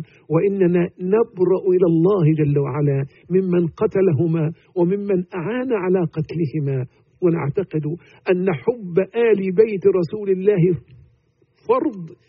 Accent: Egypt; حتى تسمى عندنا في مصر يسمون عاشوراء

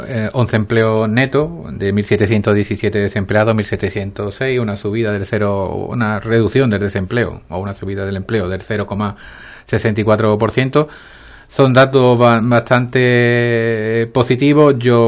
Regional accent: Ubrique, Andalusia, Spain; sobre todo en mi pueblo, sobre todo aquí en Ubrique

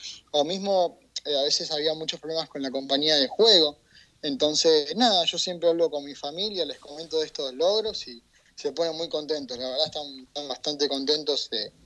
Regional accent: Argentina; acá en Argentina, uh-huh, yo me estaba por ir a trabajar, y tenemos un grupo de la administración donde somos 3 argentinos

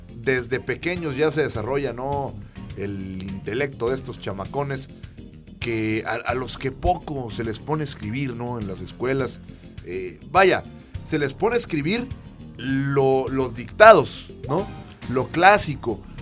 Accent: Mexico; más allá de que somos mexicanos y que a veces hacemos las cosas a última hora

